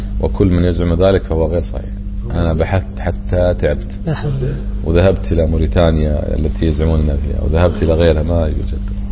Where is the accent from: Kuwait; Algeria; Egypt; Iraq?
Kuwait; هم يكونه عندنا في الكويت تقريبا 10 دنانير